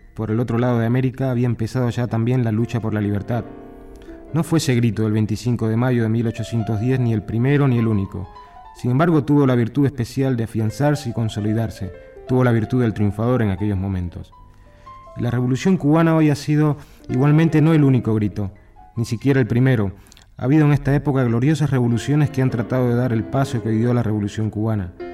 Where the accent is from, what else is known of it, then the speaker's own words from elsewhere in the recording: Argentina; now in Cuba; El 25 de mayo, aquí en Cuba, tiene para nosotros, pues, características especiales, tan especiales como que un argentino de voz extranjera a nombre del gobierno cubano salude y agasaje a todos ustedes